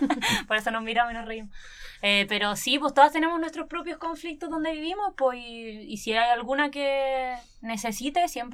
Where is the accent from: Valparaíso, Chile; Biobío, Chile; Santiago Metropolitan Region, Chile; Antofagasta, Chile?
Biobío, Chile; Penco; bueno, estuvimos de cierta manera, también yo soy de Penco